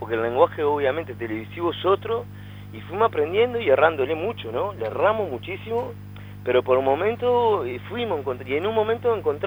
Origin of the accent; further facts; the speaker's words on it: San José, Uruguay; moved away as an adult; now in Montevideo, Uruguay; Después de ahí me vine a Montevideo a seguir la carrera de ingeniería tecnológica. Y ahí empecé, vine al venir de San José, tenía que trabajar para poder vivir en Montevideo.